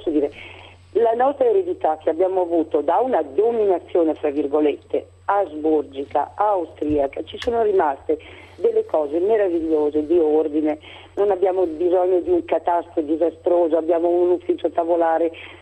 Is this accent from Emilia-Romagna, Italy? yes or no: no; Trentino-Alto Adige, Italy; io sono trentina, per cui un nord profondo, un nord molto austriaco.